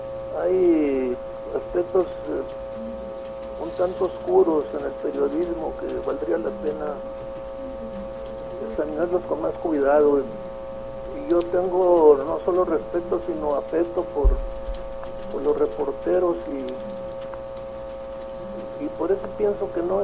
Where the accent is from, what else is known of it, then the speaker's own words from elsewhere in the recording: Cajeme, Sonora, Mexico; born there; yo soy nacido en Cajeme